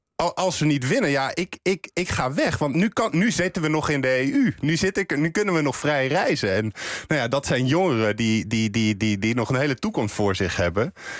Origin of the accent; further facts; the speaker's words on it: Netherlands; En als ze dan ook nog eens horen dat we uit Nederland komen, dan wordt het helemaal erg.